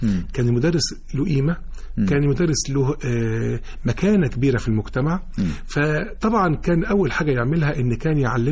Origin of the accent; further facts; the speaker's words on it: Mansoura, Dakahlia, Egypt; في مدرسة في المنصورة. وأنا نشأت في المنصورة، مواليد 71. نشأت في مدرسة سيد عبد القادر الأول، وبعدين مدرسة الأيوبية، وبعدين الثانوية العسكرية